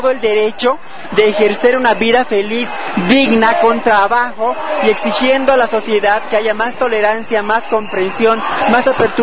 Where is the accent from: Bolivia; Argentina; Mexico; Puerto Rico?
Bolivia; soy de Bolivia, vine a acompañarlos a mis amigas colombianas